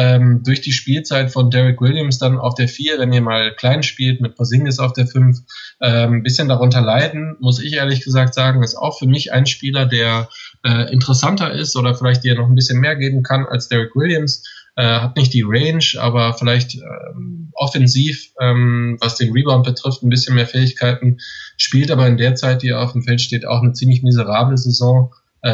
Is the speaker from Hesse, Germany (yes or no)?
no; Düsseldorf, North Rhine-Westphalia, Germany; Also ich bin ja aus Düsseldorf